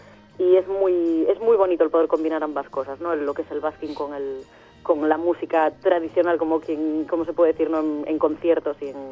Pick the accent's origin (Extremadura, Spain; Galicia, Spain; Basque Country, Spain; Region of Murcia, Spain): Galicia, Spain; A Coruña; somos de Coruña, pero somos gallegos, Coruña.